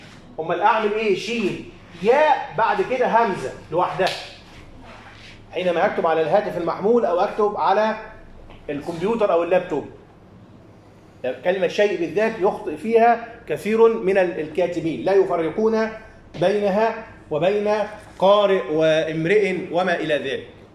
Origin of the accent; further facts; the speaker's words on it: Upper Egypt, Egypt; وهذا يسمى عندنا في الصعيد